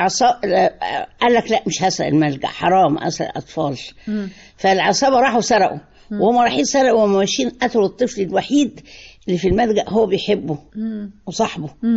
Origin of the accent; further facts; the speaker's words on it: Shubra, Cairo Governorate, Egypt; لا انا اساسي من شبرا